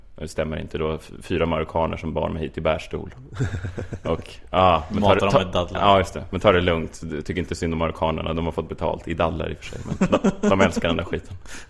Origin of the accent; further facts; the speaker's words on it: Stockholm, Stockholm County, Sweden; alla mina första skämt var att jag var från Östermalm och att alla andra klubbar låg på Söder